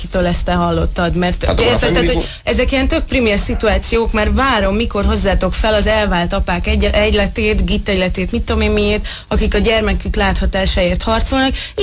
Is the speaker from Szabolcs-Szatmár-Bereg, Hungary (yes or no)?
yes; Szabolcs-Szatmár-Bereg, Hungary; vagy azért, mert nő vagyok, vagy azért, mert szabolcsi vagyok.